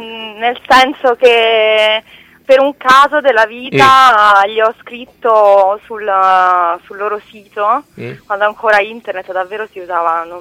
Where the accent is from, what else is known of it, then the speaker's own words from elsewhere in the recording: Rome, Lazio, Italy; sono romana, nel senso vivo a Roma, sono nata a Roma, eccetera eccetera, anche se ho origini un po' in tutta Italia.